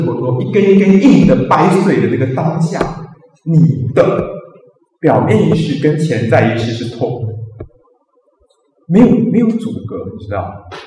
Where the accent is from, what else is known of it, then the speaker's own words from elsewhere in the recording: China; 所以我们中国人麻黄呢